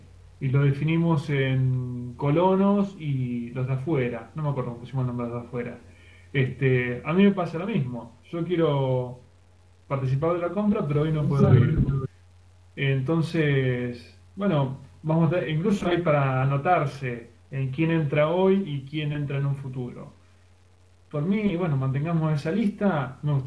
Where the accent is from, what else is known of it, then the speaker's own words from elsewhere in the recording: Mar del Plata, Buenos Aires Province, Argentina; Yo soy originario de Mar del Plata también.